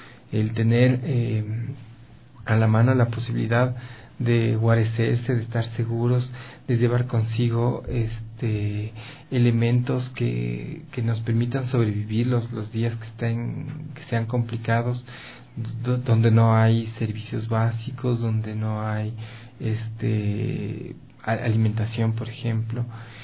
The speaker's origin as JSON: {"language": "Spanish", "town": "Quito", "region": "Pichincha", "country": "Ecuador", "said": "Esta serie de sismos nos han puesto alerta como quiteños, porque Quito ya ha registrado de actividad sísmica de gran intensidad"}